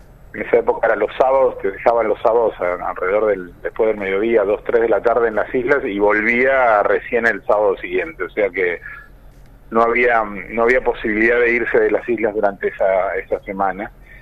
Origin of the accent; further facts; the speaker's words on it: Argentina; es un poblado, ¿no? Tiene 1800 habitantes, o sea que rápidamente cuando uno llega es identificado como alguien que viene de afuera y sobre todo como alguien argentino.